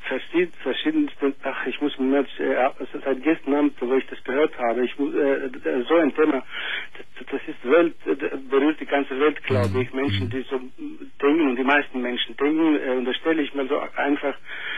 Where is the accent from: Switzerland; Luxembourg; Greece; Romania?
Greece; Nein, ich bin Grieche.